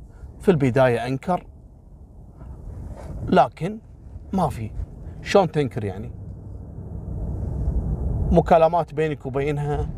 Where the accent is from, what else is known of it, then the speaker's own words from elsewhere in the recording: Kuwait; ان مثل هالسوالف هذه عندنا في الكويت كثيرة